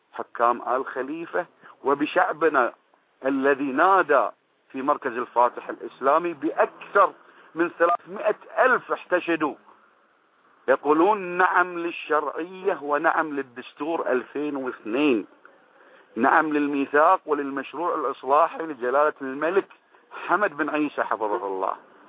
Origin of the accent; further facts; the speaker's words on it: Bahrain; وأنا كإنسان بحريني بسيط